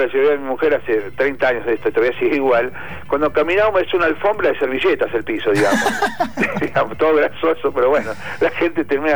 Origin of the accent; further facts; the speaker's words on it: Buenos Aires, Argentina; es como volver a Buenos Aires, es como decir, estoy de vuelta en mi tierra